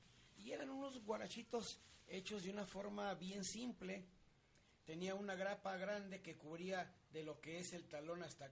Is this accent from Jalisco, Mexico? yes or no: yes; Magdalena, Jalisco, Mexico; now in Guadalajara, Mexico; porque ahí en Magdalena, pues, se dice que es el lugar del ópalo. Luego les presentaré un documental de mi pueblo querido.